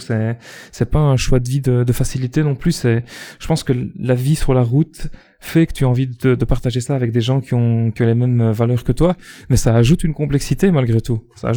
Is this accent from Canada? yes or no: no; Belgium; pour ceux qui n'auraient pas remarqué à mon accent, je suis belge